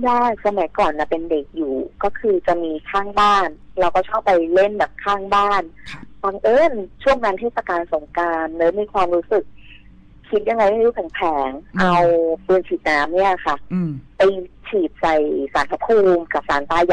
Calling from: Bangkok, Thailand

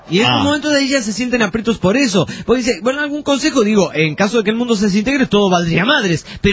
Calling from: Veracruz, Mexico; Soy de Veracruz, México.

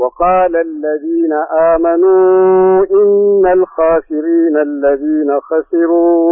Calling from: Jeddah, Makkah Province, Saudi Arabia; أنا من جدة.

